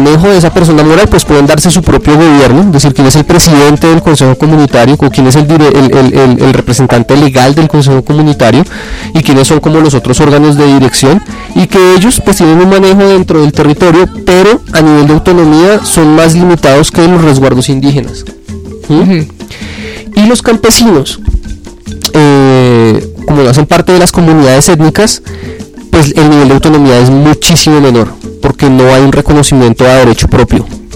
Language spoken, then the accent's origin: Spanish; Colombia; la realidad en la que vivo como colombiano.